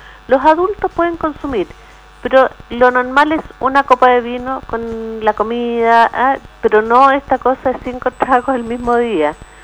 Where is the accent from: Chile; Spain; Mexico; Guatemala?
Chile; Todos somos chilenos y todos tenemos que preocuparnos de este problema que tenemos.